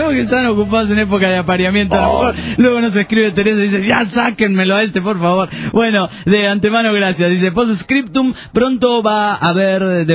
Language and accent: Spanish; Viña del Mar, Valparaíso, Chile; Soy chileno de Viña del Mar.